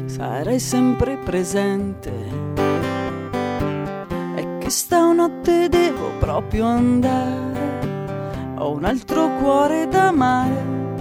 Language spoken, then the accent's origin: Italian; Arezzo, Tuscany, Italy; born there; now in Bologna, Italy; Sì, sì, per me sì, perché Arezzo ci sono solo nata.